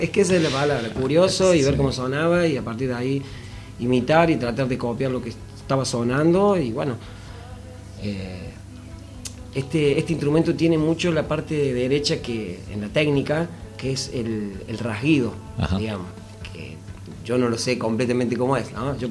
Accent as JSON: {"language": "Spanish", "town": "Hernando", "region": "Córdoba", "country": "Argentina", "said": "Yo soy de Hernando."}